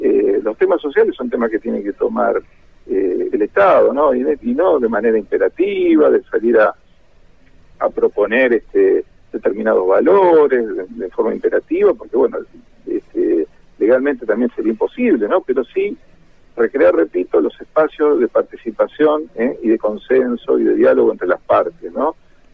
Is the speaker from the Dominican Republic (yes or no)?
no; Argentina; uno como buen argentino, uno quiere tener su casa propia, ¿no?